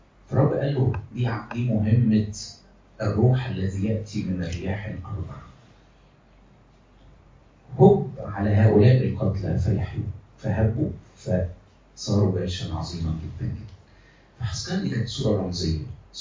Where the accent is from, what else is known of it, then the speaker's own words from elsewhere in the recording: Egypt; احنا مصريين قوي يعني، زي المصريين كده